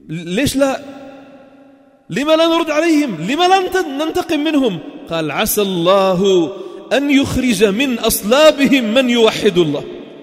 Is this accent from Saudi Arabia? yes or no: no; Sidon, South Governorate, Lebanon; نحن الأقل من أهل صيدا.